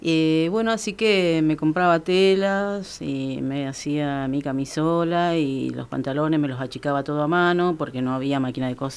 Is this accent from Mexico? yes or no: no; Santa Rosa, La Pampa, Argentina; born there; Aquí en Santa Rosa.